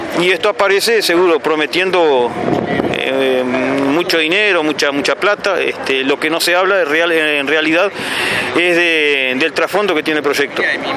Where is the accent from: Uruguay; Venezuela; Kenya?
Uruguay; Tambores; yo vengo de Tambores, límite Paysandú con Tacuarembó.